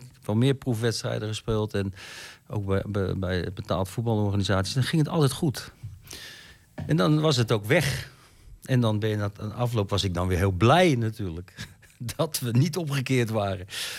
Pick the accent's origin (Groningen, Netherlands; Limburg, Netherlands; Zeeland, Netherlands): Zeeland, Netherlands; En ik ben een Zeeuw.